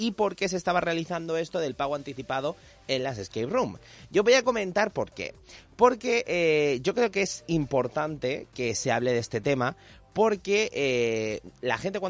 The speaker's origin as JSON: {"language": "Spanish", "town": "Elche", "region": "Valencian Community", "country": "Spain", "said": "Yo soy de barrio también, que yo soy de Carrús"}